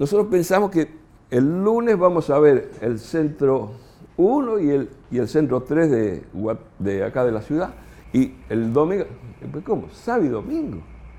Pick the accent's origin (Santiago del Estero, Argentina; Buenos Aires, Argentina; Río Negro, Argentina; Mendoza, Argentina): Buenos Aires, Argentina; yo soy porteño, imagínense, somos los dueños del mundo, los porteños.